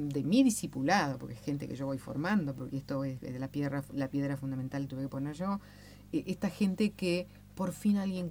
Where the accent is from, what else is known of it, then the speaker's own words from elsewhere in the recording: Uruguay; now in Argentina; Soy uruguaya